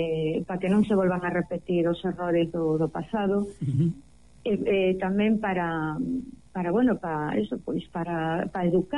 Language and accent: Galician; Lugo, Galicia, Spain; son de Lugo